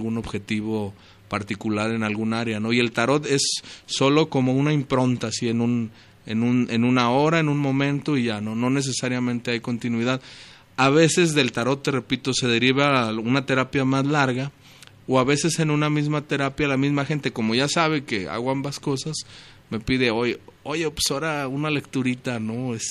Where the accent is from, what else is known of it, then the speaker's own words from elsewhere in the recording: Guadalajara, Jalisco, Mexico; cuando veía reuniones allá en mi barrio, en Atemajac, mi barrio natal